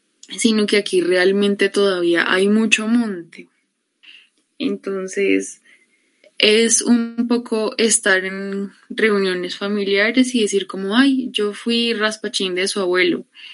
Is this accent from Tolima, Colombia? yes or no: no; Bogotá, Colombia; born there; a pesar de que yo nací en Bogotá, mi familia no lo es. Realmente la mayoría de mi familia proviene de Arauca, y mis abuelos, mis nonos son de Santander